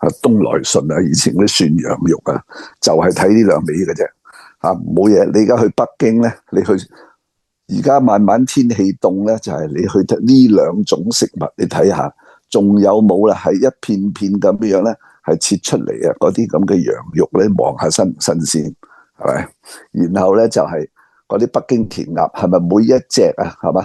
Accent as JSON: {"language": "Cantonese", "country": "Hong Kong", "tie": "born or raised there", "said": "我哋细个喺香港未听过有一样嘢叫预制菜啊，"}